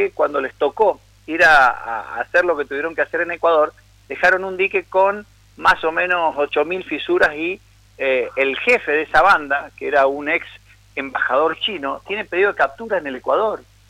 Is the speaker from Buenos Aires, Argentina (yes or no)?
no; Mendoza, Argentina; Obviamente esto es lo que nos irrita como mendocinos